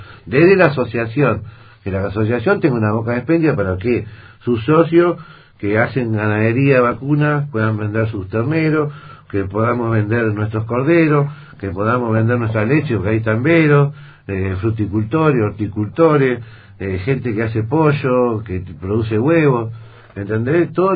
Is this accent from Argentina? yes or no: yes; Viedma, Río Negro, Argentina; yo soy nacido y criado en Viedma, ¿sí? Vengo de generaciones y generaciones de viedmenses en mi familia. Y sinceramente hay veces que no me siento viedmense.